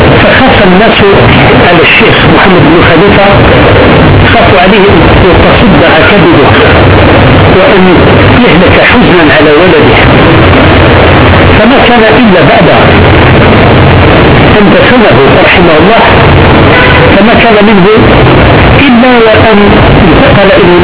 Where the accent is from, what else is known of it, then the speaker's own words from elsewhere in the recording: Algeria; انظروا إلى علماء بلادنا الجزائر كيف كانوا ينظرون